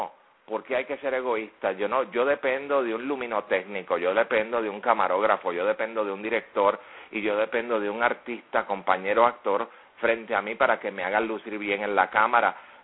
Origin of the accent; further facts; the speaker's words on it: Puerto Rico; En el caso mío, como puertorriqueño, yo nací ciudadano norteamericano.